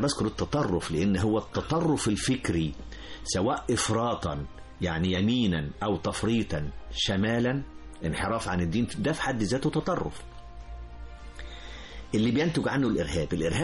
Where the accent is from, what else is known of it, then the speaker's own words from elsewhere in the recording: Egypt; لأن هو ده المطلوب مننا إحنا كمصريين، لأن إحنا بلد حضارة أساسا